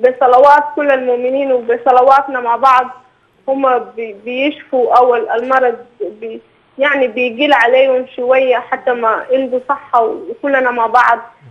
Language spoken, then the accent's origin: Arabic; Sudan; وكمان كنت انا طبعا من السودان.